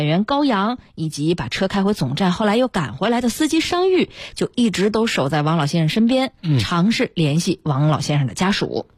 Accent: Beijing, China; 咱们北京人这样的厚道又热情

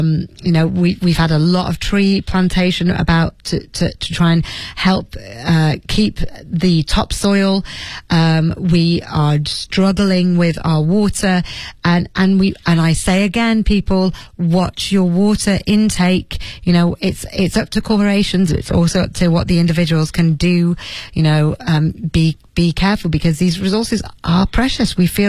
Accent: Leeds, Yorkshire and the Humber, United Kingdom; I'm from Leeds, and I remember there being quite a lot of snow in my childhood.

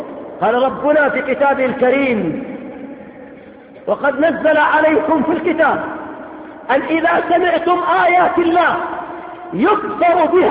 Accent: Yemen; كذلك أيضا مما حصل عندنا في اليمن

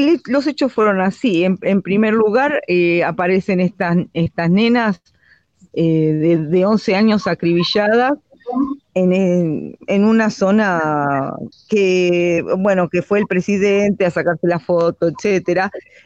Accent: Argentina; esto nos pasó a nosotros como pueblo argentino

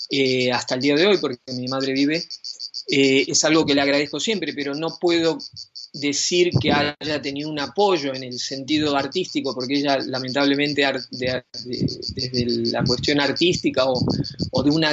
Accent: Argentina; ese entrenamiento que tuve durante toda mi infancia en Argentina y adolescencia me sirvió mucho a la hora de establecer una carrera aquí en Europa.

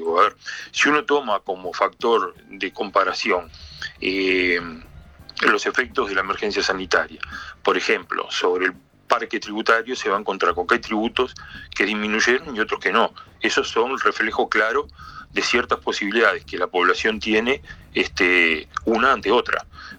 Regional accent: Uruguay; Yo como uruguayo prefiero no escucharlo ni verlo

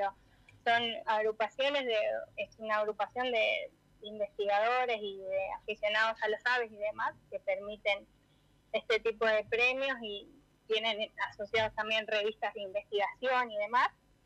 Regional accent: Santa Rosa, La Pampa, Argentina; born there; Yo nací en Santa Rosa, así que soy pampeana

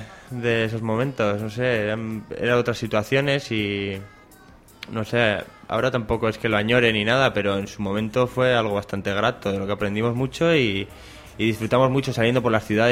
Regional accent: Cizur, Navarre, Spain; De Cizur. Y así...

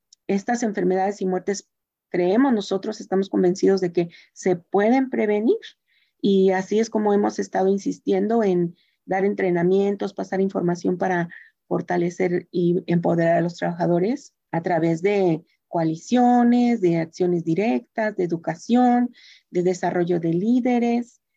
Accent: Oaxaca, Mexico; also born or lived in Mexico City; now in Santa Ana, United States; Primero salí de Oaxaca a la Ciudad de México y de la Ciudad de México me vine para acá.

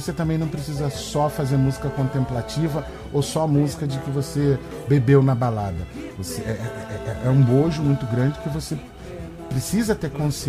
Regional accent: Brazil; Eu sou brasileiro, Bruno, e a cultura negra, a cultura do candomblé, os ritmos, né, africanos, afro-brasileiros, eles fazem parte de mim, porque sou brasileiro.

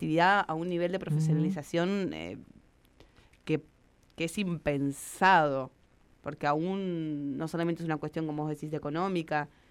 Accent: La Pampa, Argentina; yo que soy de La Pampa

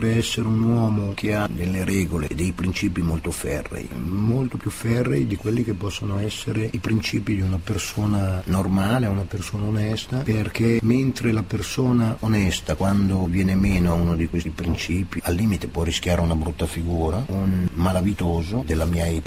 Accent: Milan, Lombardy, Italy; born there; Io è vero, sono nato a Lambrate, non mi sento vicino a Lambrate, mi sento molto più vicino al Giambellino

